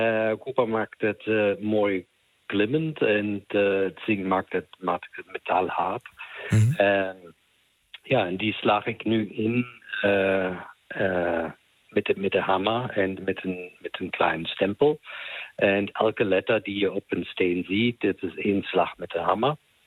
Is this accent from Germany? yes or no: yes; Germany; accent: German; Dat is de verantwoording die wij als Duitsers hebben voor wat gebeurde in de oorlog.